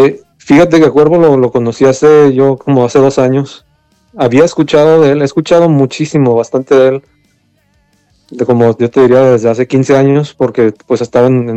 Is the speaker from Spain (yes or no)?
no; Tijuana, Baja California, Mexico; now in San Diego, United States; Sí, soy de Tijuana.